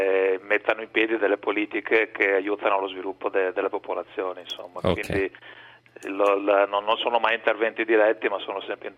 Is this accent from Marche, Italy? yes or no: no; Veneto, Italy; perché io sono veneto d'origine